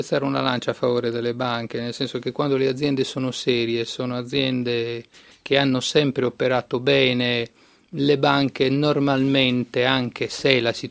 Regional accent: La Maddalena, Sardinia, Italy; Sì, il mare ha un fascino particolare per noi sardi, poi io sono sardo della Maddalena

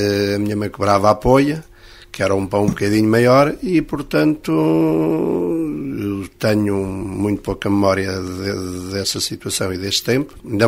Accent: Unhas da Serra, Centro, Portugal; born there; Nasci em Unhas da Serra, do Conselho da Covilhã.

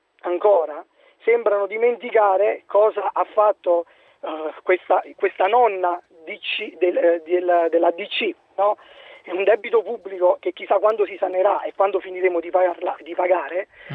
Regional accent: Caserta, Campania, Italy; now in Lucca, Italy; io sono di Caserta e sono trasferito a Lucca.

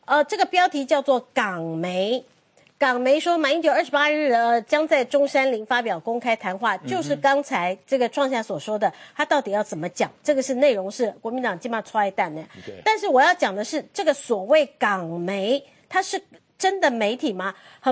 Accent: Taiwan; 希望能够鼓舞我们台湾人，希望能够提醒我们台湾人

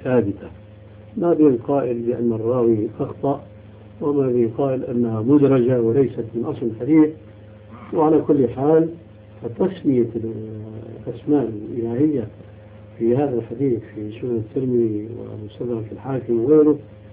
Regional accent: Syria; الذي يتسمى به بعض الناس عندنا في سوريا

